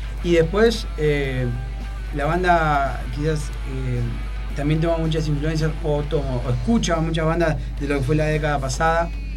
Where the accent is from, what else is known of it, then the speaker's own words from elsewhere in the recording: Berazategui, Buenos Aires Province, Argentina; Y nosotros somos de Berazategui, o sea...